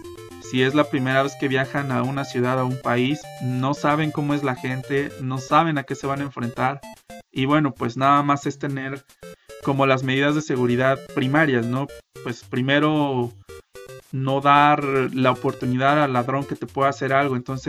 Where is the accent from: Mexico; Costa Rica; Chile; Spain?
Mexico; estoy en Guadalajara, Jalisco, México, el mejor país de toda Latinoamérica, siendo que yo soy mexicano, obviamente.